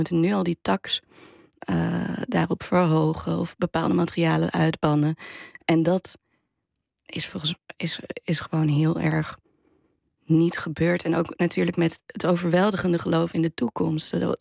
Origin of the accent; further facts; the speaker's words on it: Almere, Flevoland, Netherlands; ik kom uit Flevoland, uit Almere